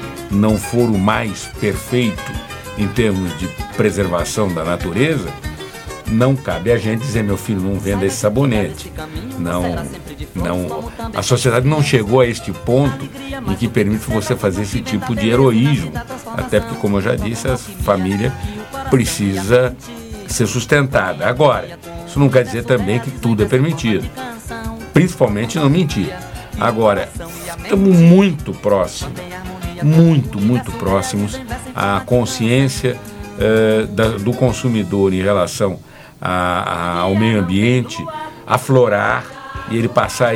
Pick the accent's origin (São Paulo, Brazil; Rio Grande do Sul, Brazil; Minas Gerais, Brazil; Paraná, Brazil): São Paulo, Brazil; Eu sou paulista, hein? Eu sou paulista.